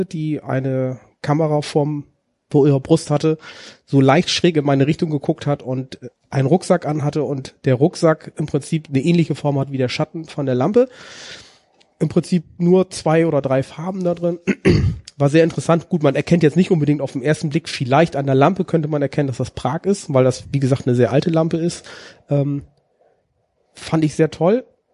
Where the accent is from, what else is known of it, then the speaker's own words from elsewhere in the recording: Rhineland, Germany; Zur Hälfte komme ich aus dem Rheinland.